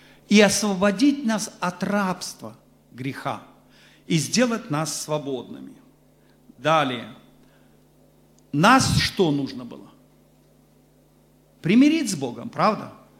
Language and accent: Russian; Belarus; Конечно, я вам скажу, что мы, вот белорусы, все же особый народ.